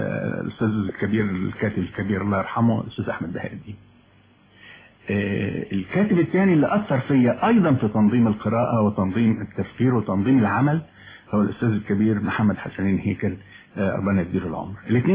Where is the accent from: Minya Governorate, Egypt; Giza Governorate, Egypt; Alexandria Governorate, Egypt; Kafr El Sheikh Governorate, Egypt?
Minya Governorate, Egypt; born there; مظبوط، يعني بالضبط كده